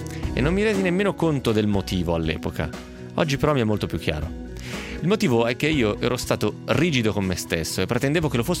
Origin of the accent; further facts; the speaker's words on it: Lecco, Lombardy, Italy; Dalle mie parti Lecco si diceva attaccare e poi fare vola.